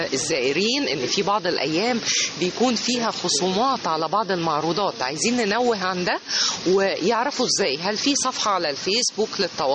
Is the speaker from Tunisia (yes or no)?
no; Egypt; لان احنا كمصريين ومحتاجين اي لمسة جمالية خاصة في يومنا المزدحم